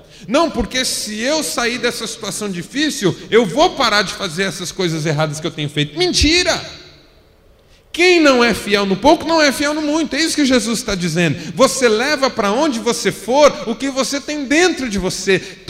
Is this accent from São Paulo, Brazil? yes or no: yes; São Paulo, Brazil; also born or lived in Marília; eu fui para Marília com 18 anos, era solteiro ainda, meus pais estavam saindo de São Paulo em função de uma transferência da minha mãe.